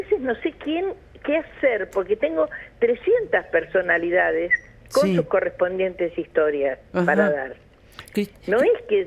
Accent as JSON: {"language": "Spanish", "country": "Uruguay", "lives_now": "La Plata, Argentina", "said": "que yo no soy argentina, yo soy uruguaya."}